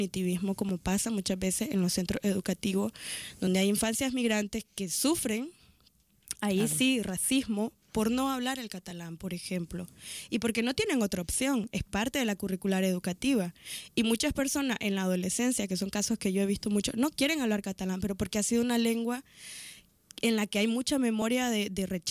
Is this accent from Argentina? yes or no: no; Nicaragua; accent: Nicaraguan; con mi acento nicaragüense, con a veces mezclado ya más español